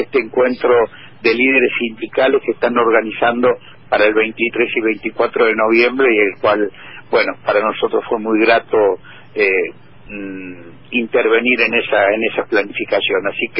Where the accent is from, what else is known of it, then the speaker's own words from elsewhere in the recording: Argentina; también como argentino, de compartir este privilegio que tenemos de que no solamente sea Papa un compatriota